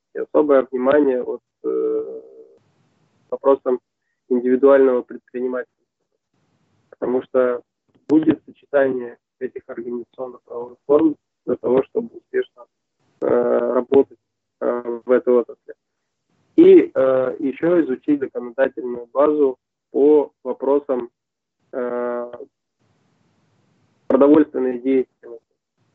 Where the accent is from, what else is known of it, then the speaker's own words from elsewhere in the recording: Saint Petersburg, Russia; born there; Родился в Ленинграде, и теперь он Санкт-Петербург. Приезжал в Свердловск